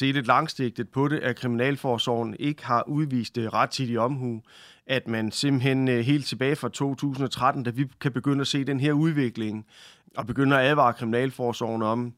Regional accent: Region of Southern Denmark, Denmark; ligesom jeg vil sige hjemme på Fyn, så ser det ud af helvede til

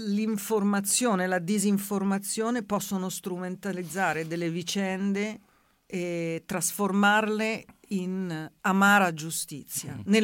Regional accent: Rome, Lazio, Italy; Perché volevo andare via di casa e sono di Roma

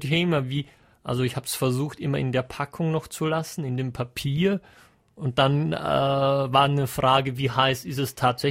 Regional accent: Germany; now in Austria; ich als Deutscher hier in Österreich relativ oft mit sowas konfrontiert werde.

